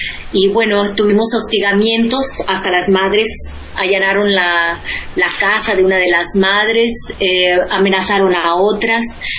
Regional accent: Mexico; le hemos dado especial énfasis a México por ser mi país de origen

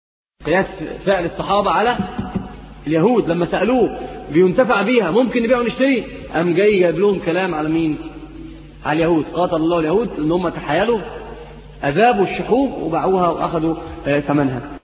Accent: Egypt; اللي هي عندنا في مصر بيقولوا البيع المحروق

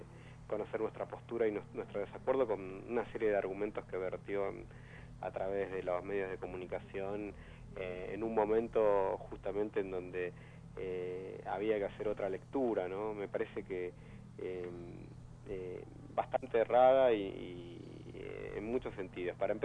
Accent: Buenos Aires, Argentina; born there; del barrio donde yo nací, justamente de Charrúa

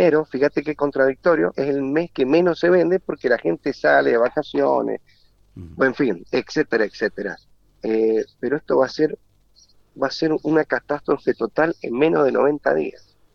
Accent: Mendoza, Argentina; yo te voy a hablar como mendocino.

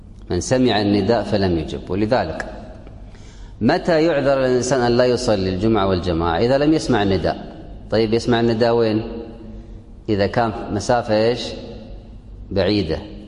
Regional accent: Kuwait; وهذا عندنا في الكويت لا يمكن في البلد

